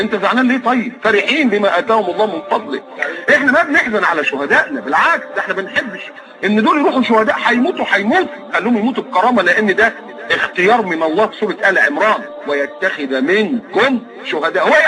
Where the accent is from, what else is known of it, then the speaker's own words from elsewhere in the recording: Egypt; انا مكسوف وانا قاعد ان انا ابقى مصري